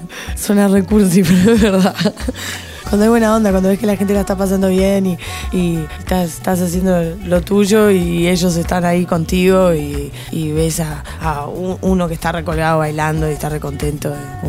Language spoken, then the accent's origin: Spanish; United States; Me crié en los 90 en Estados Unidos, entonces esa es la música que siempre, siempre vuelvo a escuchar, porque es la música de esa nostalgia de ser un teenager en América.